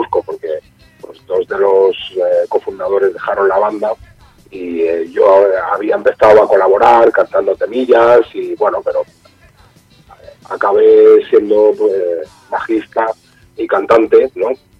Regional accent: Barcelona, Catalonia, Spain; Sí, es un barrio de la periferia, como podría ser de Madrid, Vallecas, por ejemplo.

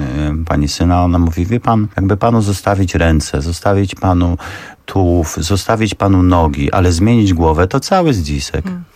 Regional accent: Kielce, Świętokrzyskie Voivodeship, Poland; moved away as an adult; jako młody, zbuntowany chłopak, 18-letni, wyjechałem z Kielc do Gdyni. Mówię, o Jezu, jak super, jak daleko od domu, nowe życie, nowa przygoda.

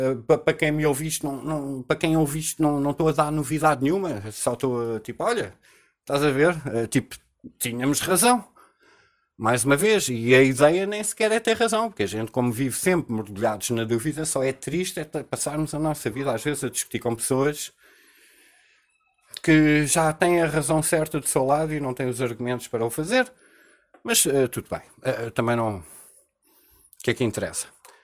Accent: Portugal; ele tem mais respeito por mim como português

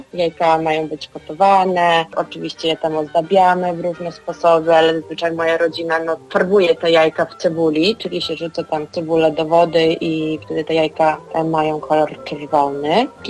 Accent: Kyiv Oblast, Ukraine; now in Poland; Pochodzę z Podkijowa, czyli to jest centralna Ukraina.

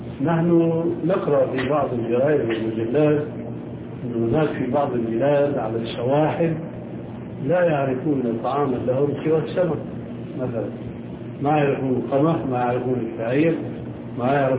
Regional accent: Syria; يمكن موجودة عندكم موجود عندنا في سوريا

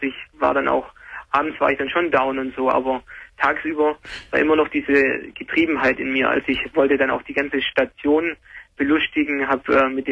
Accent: Baden-Württemberg, Germany; also ich komme aus Schwabenland und ja.

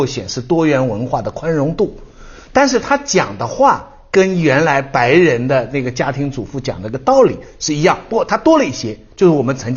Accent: China; 我中国人还是别冠夫姓的好

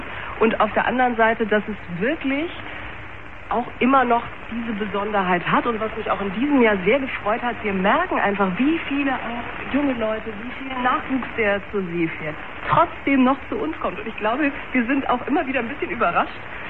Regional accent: South Germany, Germany; now in Hamburg, Germany; weil ich ja kein originäres Nordlicht bin. Manchmal vergesse ich das selbst, aber ich bin ja im Süden groß geworden und auch sozialisiert worden.

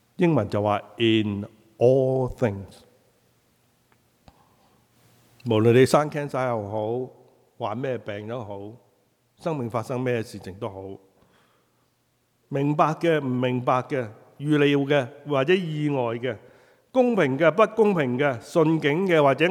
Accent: Guangdong, China; 我哋廣東人就叫做冚棒冷係嘛？

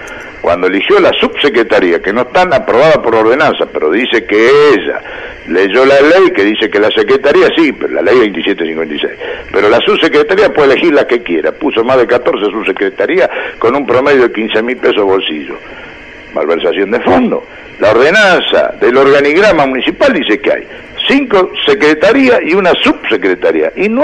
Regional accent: Beltrán, Argentina; born there; soy hijo nativo, yo nací acá en Beltrán, tengo 65 años y conozco cada lugarcito, cada rincón y cómo creció esta ciudad

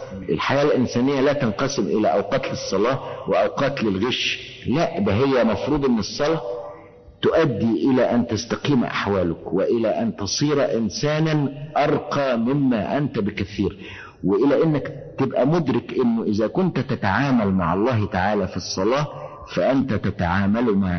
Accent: Egypt; إحنا عندنا في مصر تعبير شعبي بيقول إيه

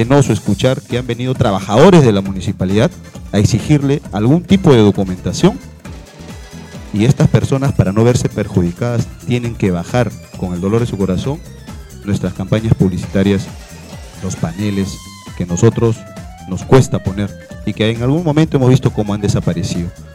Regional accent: Ventanilla, Callao, Peru; soy de Ventanilla, tengo más de 35 años viviendo en el distrito, soy abogado de profesión, tengo mi familia, mi esposa, mis hijas que han nacido en el distrito.

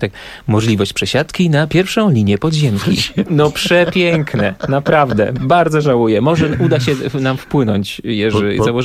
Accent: Silesian Voivodeship, Poland; ponieważ ja jestem ze Śląska, a po śląsku kołaczyk to jest drożdżówka po prostu.

